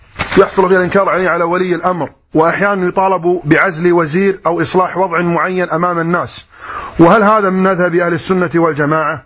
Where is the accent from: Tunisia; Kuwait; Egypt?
Kuwait; عندنا في الكويت